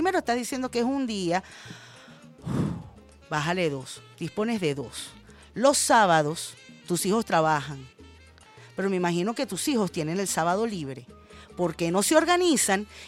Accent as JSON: {"language": "Spanish", "country": "Venezuela", "said": "Yo, como muchas venezolanas y como muchas niñas"}